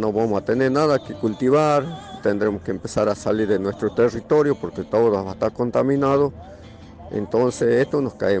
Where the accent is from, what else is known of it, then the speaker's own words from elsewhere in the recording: Tilcara, Jujuy, Argentina; Soy de Tilcara.